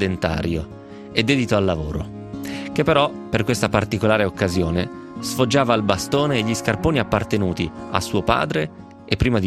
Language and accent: Italian; Novara, Piedmont, Italy; born there; fossi nato in India probabilmente non direi così. Però sono nato a Novare, che ci posso fare?